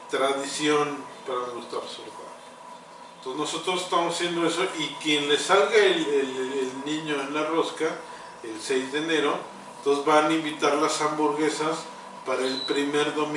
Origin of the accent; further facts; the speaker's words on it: Mexico; Yo también soy mexicano.